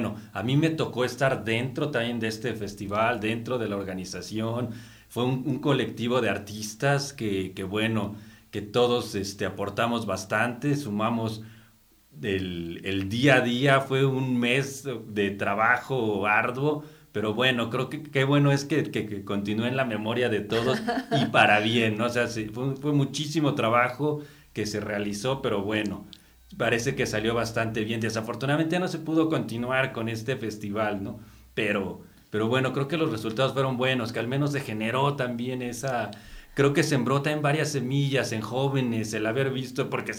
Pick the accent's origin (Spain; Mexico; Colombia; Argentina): Mexico; Tenango del Aire, State of Mexico; No, yo nací en la Ciudad de México, pero bueno, desde muy pequeño también me fui a vivir a Tenango del Aire.